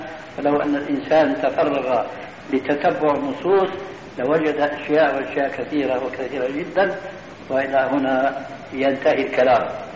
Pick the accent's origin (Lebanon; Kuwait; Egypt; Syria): Syria; نضربها كما يقولون عندنا في الشام اللاوي